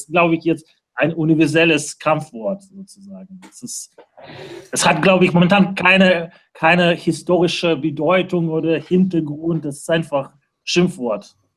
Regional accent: Moscow, Russia; ich komme selbst aus Russland, komme so aus Moskau.

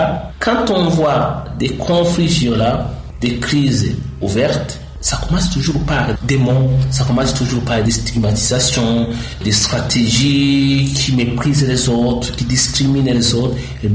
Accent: Burundi; c'est d'abord, nous sommes des Burundais.

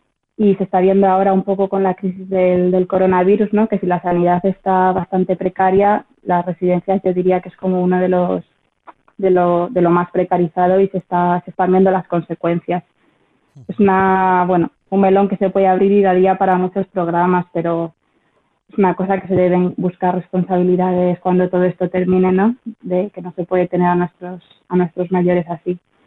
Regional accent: Madrid, Community of Madrid, Spain; now in Bristol, United Kingdom; soy una enfermera de Madrid y actualmente me encuentro viviendo y trabajando en Bristol, en un hospital en Inglaterra.

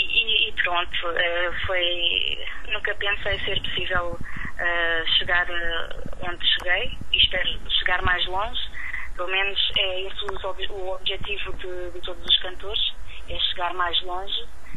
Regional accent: Alentejo, Portugal; uma vez nas festas da minha aldeia, no Alentejo, sou alentejana, pedi se poderia cantar alguns temas.

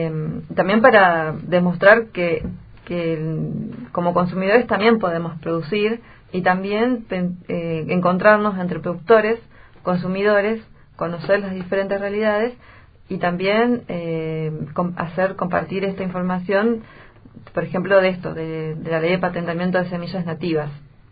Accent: Bolivia; con mi mamá, que ella es boliviana, yo también soy boliviana

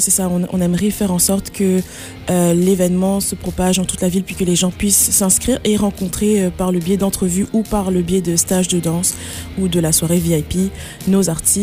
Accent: France; moved away as an adult; now in Canada; je viens de France. J'ai fait le Conservatoire National de Région. Je suis allée ensuite à Paris, au Supérieur de Paris, pour me performer, donc pendant 9 ans.

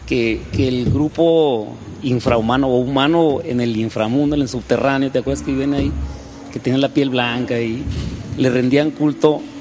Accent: Mexico City, Mexico; Cuando yo estaba en la Ciudad de México, allá vivía, porque de allá soy chilango

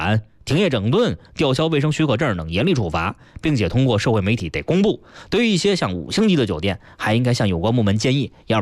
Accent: Beijing, China; 作为一个北京人

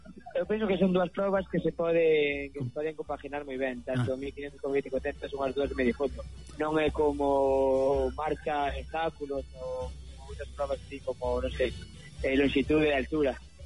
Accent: Viveiro, Galicia, Spain; ao eu non ter pistas na miña terra de Natal, que é Viveiro

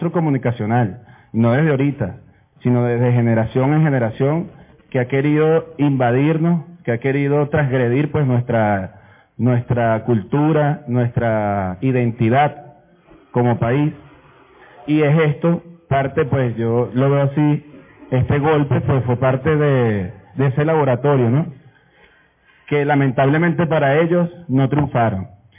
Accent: Capital District, Venezuela; yo vengo del Valle, yo soy del Valle, de la parroquia del Valle.

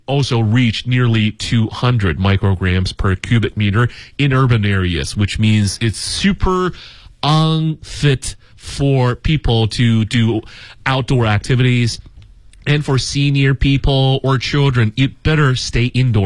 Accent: Beijing, China; I grew up here in Beijing for, well, I have to say almost 40 years now.

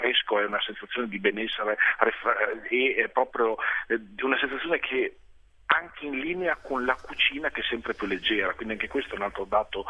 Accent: Parma, Emilia-Romagna, Italy; Io sono di Parma

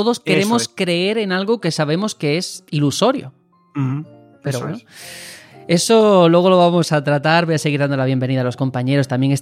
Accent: Andalusia, Spain; un homenaje a mi tierra, a mi Andalucía

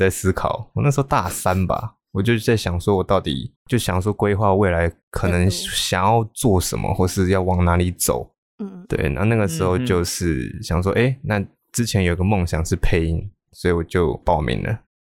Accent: Taipei, Taiwan; 那我不是北漂青年，我是土生土长在台北，

